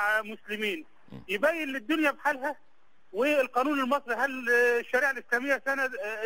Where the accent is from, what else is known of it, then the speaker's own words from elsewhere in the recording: Egypt; now in Saudi Arabia; حضرتك احنا من مصر انا مصري مقيم في السعوديه